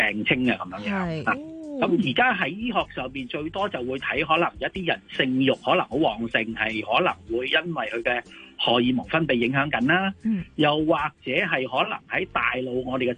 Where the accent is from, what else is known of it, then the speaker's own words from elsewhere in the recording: China; 咁好多時我哋唔知係咪我哋中國人成日都將黃賭毒咧，好似夾埋一齊嚟講嘅嚇